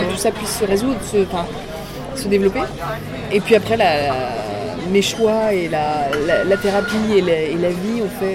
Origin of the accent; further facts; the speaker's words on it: Réunion, France; also born or lived in Lorraine; Moi, je suis née en Lorraine. Après, j'ai grandi à l'île de la Réunion et je suis venue à Paris.